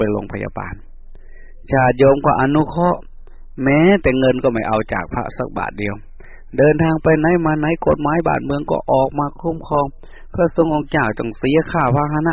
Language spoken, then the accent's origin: Thai; Isan, Thailand; พูดภาษาบ้านเราอีสาน